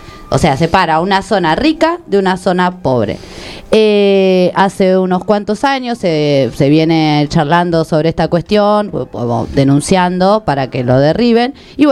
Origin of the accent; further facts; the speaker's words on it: San Isidro, Buenos Aires Province, Argentina; lamentablemente fue en mi distrito, de donde yo vengo, de mis pagos allá de San Isidro